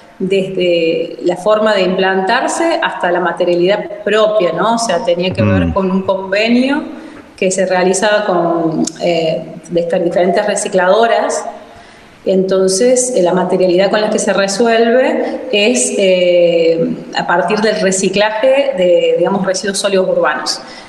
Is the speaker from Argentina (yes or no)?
yes; La Rioja, Argentina; also born or lived in Córdoba; me encontré de nuevo en la provincia de La Rioja. Yo soy riojana cordobesa, digamos.